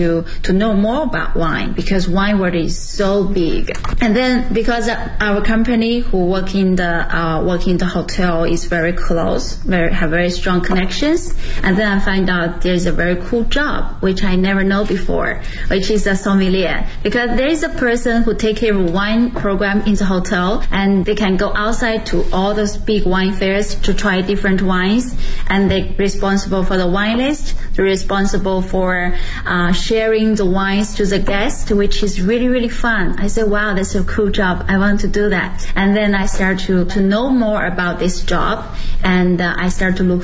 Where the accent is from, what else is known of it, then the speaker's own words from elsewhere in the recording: Shijiazhuang, Hebei, China; English is a second language; now in Beijing, China; I'm originally from Hebei province and Shijiazhuang city, the capital of the Hebei province. And right now I'm working in Beijing